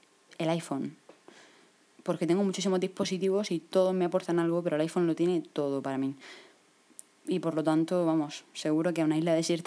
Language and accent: Spanish; Murcia, Region of Murcia, Spain; pues soy de Murcia, mido 1,69.